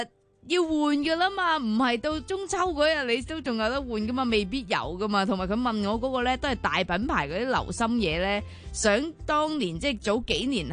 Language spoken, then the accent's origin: Cantonese; Hong Kong; 因為其實一般咧，我哋香港人一年食剩嘅月餅啊。